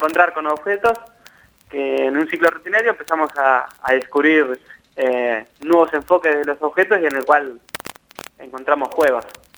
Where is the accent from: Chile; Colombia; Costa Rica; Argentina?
Argentina; La Plata, Buenos Aires Province; Hilario y yo somos de acá de La Plata